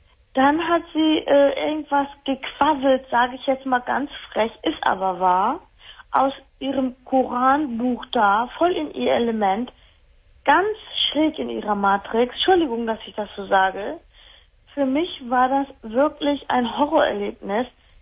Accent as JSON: {"language": "German", "country": "Turkey", "said": "der Name sagt ja schon was. Ich komme aus der Türkei."}